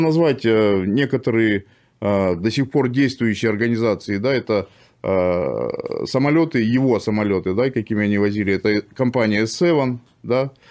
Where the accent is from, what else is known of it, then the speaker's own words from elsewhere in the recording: Kurgan, Kurgan Oblast, Russia; born there; Я просто сам из Курганской области, да, я в Кургане родился.